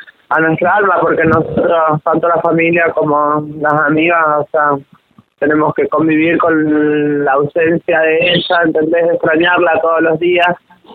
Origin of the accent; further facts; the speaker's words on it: San Juan, Argentina; now in Córdoba, Argentina; yo soy de San Juan, ella de Villa Mercedes, San Luis, y bueno, nosotras vinimos a Córdoba en busca de un futuro mejor